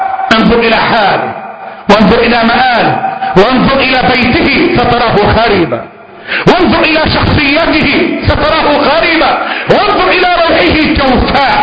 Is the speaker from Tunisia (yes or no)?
no; Egypt; اللهم احفظ بلدنا مصر، اللهم احفظ بلدنا مصر